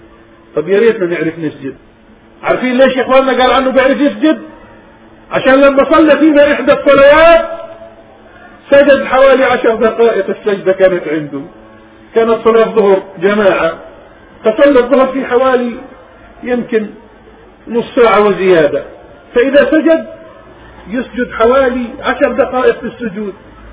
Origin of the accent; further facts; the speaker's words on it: Palestine; وجاء إلى بلادنا فلسطين أكثر من مرة زيارات يعلم الناس